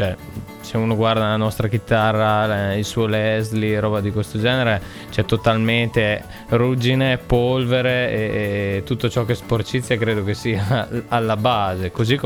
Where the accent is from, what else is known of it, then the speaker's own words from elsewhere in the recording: Reggio Emilia, Emilia-Romagna, Italy; a Reggio Emilia, cioè dalle nostre parti, oppure in dialetto reggiano persino